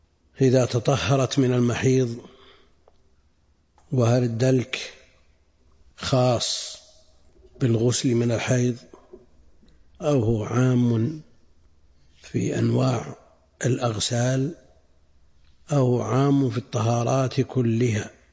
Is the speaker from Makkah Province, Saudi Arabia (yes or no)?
no; Buraydah, Al-Qassim, Saudi Arabia; يذكر عم لي أنه لما دخل الماء في بلدنا بريدة ادخله إلى البيوت أحد المحسنين قبل الدولة